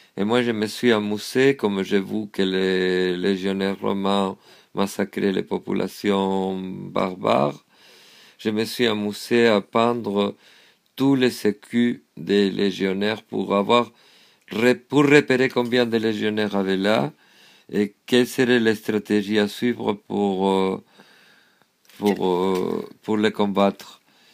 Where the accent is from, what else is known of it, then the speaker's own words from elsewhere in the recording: Spain; c'était ma propre gitanité en tant qu'espagnol, ma propre judaïté en tant qu'espagnol.